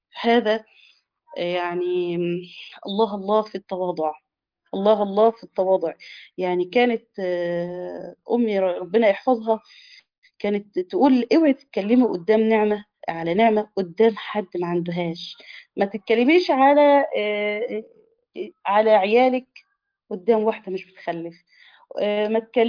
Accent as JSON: {"language": "Arabic", "country": "Egypt", "said": "الكراع ده اللي احنا بنسميه عندنا في مصر الكوارع"}